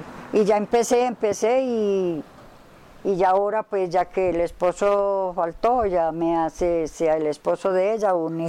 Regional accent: Rionegro, Colombia; born there; Yo nací por allá más arriba. Yo nací en Río Negro. Yo nací en Río Negro.

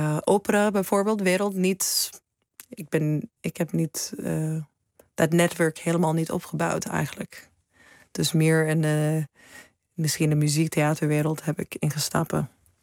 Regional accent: Seattle, Washington, United States; Dutch is a second language; moved away as an adult; also born or lived in New York; now in Netherlands; ik hoor ook bij de VS. En ik kom uit Seattle. Het is prachtig natuur. Zo grote bergen rond ons heen. De grote bossen.

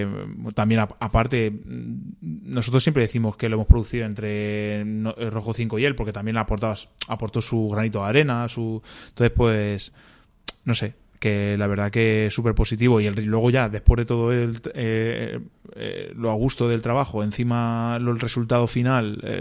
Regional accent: Illescas, Castilla-La Mancha, Spain; also born or lived in Toledo; now in Madrid, Spain; somos toledanos, aunque yo vivo en Madrid, pero vamos, soy de aquí, de Illescas de toda la vida y nací en Toledo

